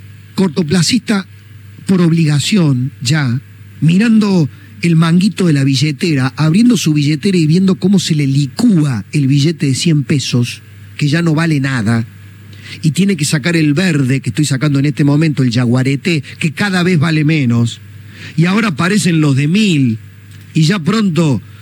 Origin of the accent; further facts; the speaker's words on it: Argentina; creo que como todo argentino, dudo, permanezco y sobrevivo como